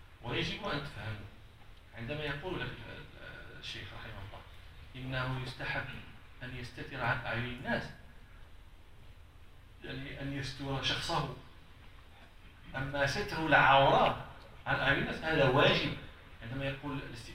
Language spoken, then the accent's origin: Arabic; Morocco; المثل اللي تيتقال عندنا في المغرب